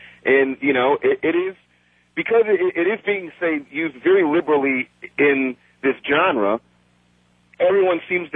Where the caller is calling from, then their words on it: Brooklyn, New York, United States; And I'm calling in from Brooklyn, New York.